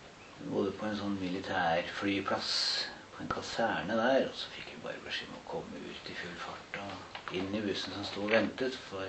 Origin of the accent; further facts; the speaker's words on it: Hungary; now in Norway; Ja, nei, vi kom fra Ungarn. Altså, vi var ungarere.